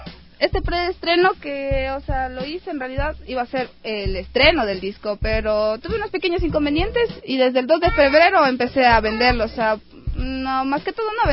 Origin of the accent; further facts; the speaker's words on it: Ibarra, Imbabura, Ecuador; como crecí en Ibarra rodeado de montañas y de, o sea, de la naturaleza